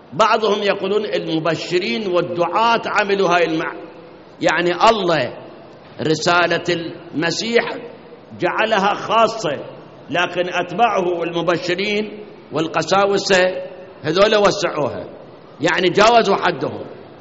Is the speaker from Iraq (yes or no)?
yes; Iraq; عندنا بالموصل نصارى، بغداد عندنا نصارى